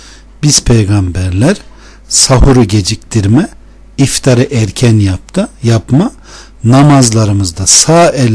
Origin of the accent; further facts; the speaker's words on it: Konya, Turkey; Ben de Konyalıyım. Hem de has Konyalıyım vallahi.